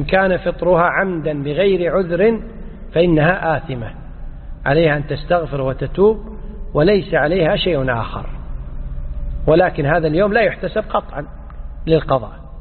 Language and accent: Arabic; Kuwait; إحنا عندنا في الكويت الأمر منظم من ولي الأمر